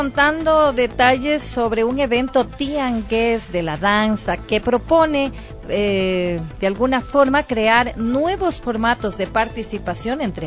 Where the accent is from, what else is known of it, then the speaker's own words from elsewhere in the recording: Ecuador; no ser tan apapachadores como lo somos todos los ecuatorianos